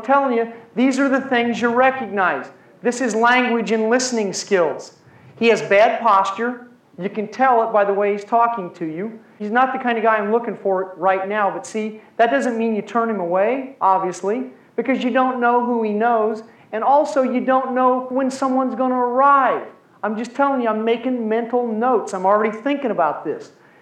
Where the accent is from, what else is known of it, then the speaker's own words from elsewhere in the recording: Missouri, United States; also born or lived in Iowa / Kansas; Now, Mark is in Kansas. I grew up in Missouri, Iowa, and Kansas.